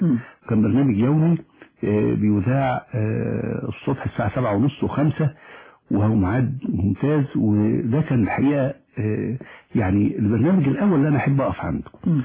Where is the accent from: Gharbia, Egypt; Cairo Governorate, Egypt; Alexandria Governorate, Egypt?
Alexandria Governorate, Egypt; Alexandria; أنا سكندري الأصل. ولدت في الإسكندرية ويعني الإسكندرية التي عشت فيها كانت تختلف كثيرا عن الإسكندرية الحالية. لم تكن مزدحمة بهذه الصورة